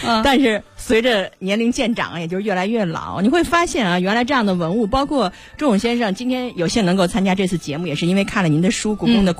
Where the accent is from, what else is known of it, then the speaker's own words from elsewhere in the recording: China; 我们是中国人